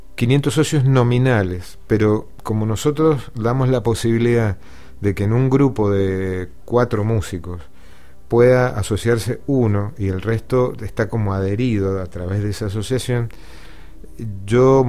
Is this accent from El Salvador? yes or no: no; Mendoza, Argentina; la fiesta que nos representa como mendocinos a nivel nacional y a nivel mundial, cosa que antes los músicos mendocinos no estábamos en esa fiesta